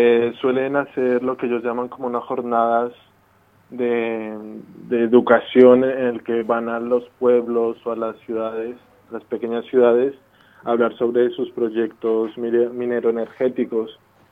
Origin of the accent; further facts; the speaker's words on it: Colombia; now in Spain; yo vine de Colombia hace poco más de 10 años, precisamente huyendo por un poco la guerra que asola. Y en concreto en esta parte de Colombia, en el páramo, en el que hay una fuerte militarización